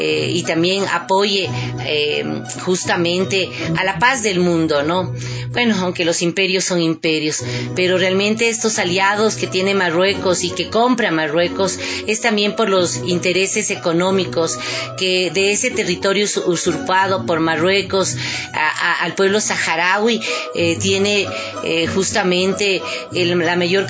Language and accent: Spanish; Ecuador; como ciudadanos ecuatorianos y ecuatorianas, tenemos que estar muy atentos